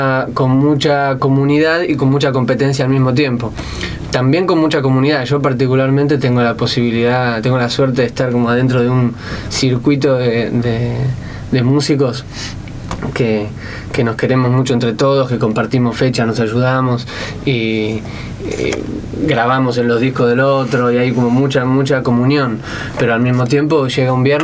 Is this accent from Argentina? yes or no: yes; Buenos Aires, Argentina; Vengo de Buenos Aires, que está bien, como lo llamaron, una especie de Babilonia de posibilidades, de gente, un torbellino de propuestas al mismo tiempo. Y obviamente, como yo soy de allá, nací allá y estoy hace rato allá